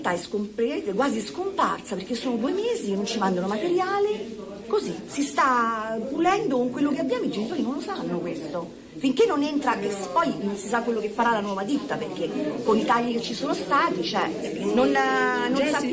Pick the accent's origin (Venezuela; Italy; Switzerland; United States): Italy; Pomezia, Lazio; noi siamo di Pomezia, abbiamo parenti, amici, siamo tutti